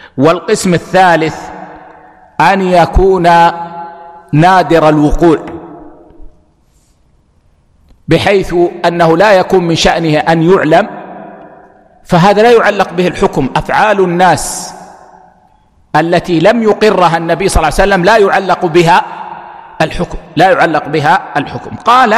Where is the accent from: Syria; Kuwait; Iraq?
Kuwait; مثل عندنا في الكويت هنا ما يلبسون العمامة المكورة